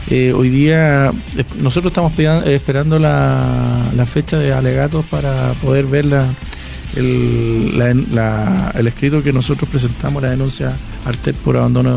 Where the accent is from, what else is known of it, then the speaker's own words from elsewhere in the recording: Río Claro, Venezuela; yo soy de Río Claro.